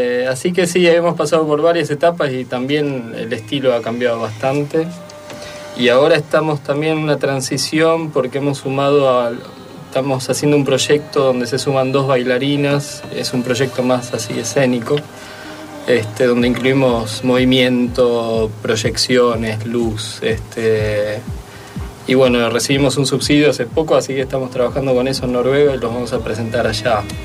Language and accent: Spanish; Argentina; moved away as an adult; now in Norway; yo me mudé en el 2003 para allá. Yo soy argentino, argentinísimo. Me mudé en el 2003